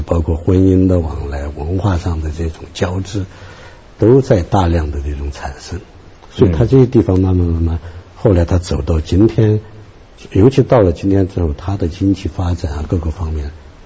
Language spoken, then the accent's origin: Chinese; Barkam, Sichuan, China; 现在我老家叫那个马尔康县，马尔康县解放时候这个县的现在这一块地方大概是将近10000平方公里吧